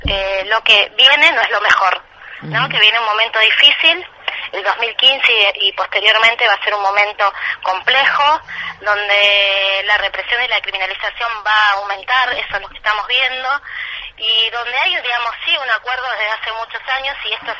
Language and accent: Spanish; Argentina; como somos argentinos y las argentinas somos en general muy también